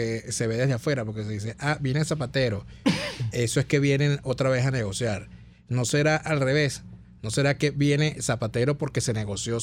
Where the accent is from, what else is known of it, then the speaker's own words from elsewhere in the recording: Venezuela; nosotros lo invalidábamos como venezolanos